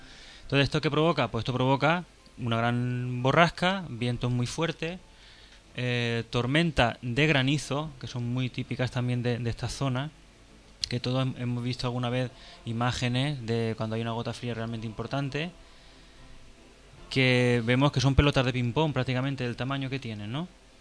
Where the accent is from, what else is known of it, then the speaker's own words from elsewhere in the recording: Xixona, Valencian Community, Spain; Una vez en mi pueblo, en Gijona